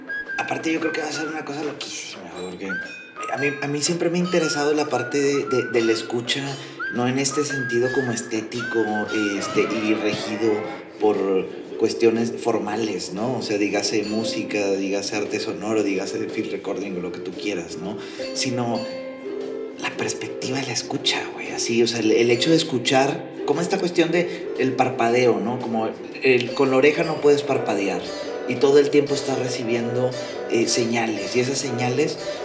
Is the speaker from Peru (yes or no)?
no; Nuevo León, Mexico; Tú sabes cómo somos los regios.